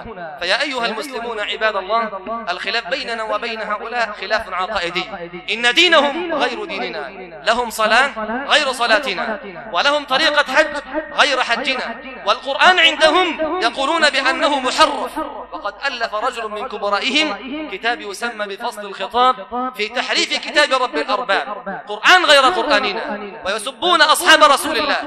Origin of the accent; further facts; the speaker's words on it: Egypt; بلادنا مصر الحبيبة بلاد سنية